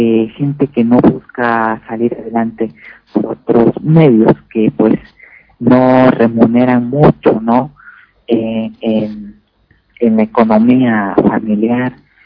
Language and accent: Spanish; Mexico; Me da mucha vergüenza decir que vivo en un país de ignorantes, pero es la verdad.